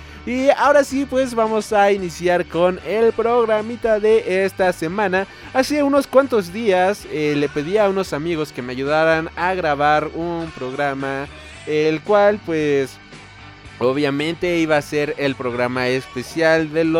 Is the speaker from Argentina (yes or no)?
no; Mexico; tomando en cuenta de que yo soy de México.